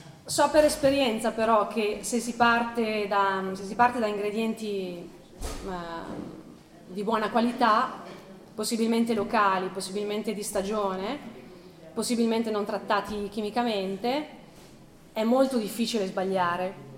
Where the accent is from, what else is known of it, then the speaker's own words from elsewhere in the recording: Pavia, Lombardy, Italy; born there; now in San Zenone al Po, Italy; sono nata a Pavia, vivo a San Zenone al Po, che è un paesino qui vicino, sulle rive del Po.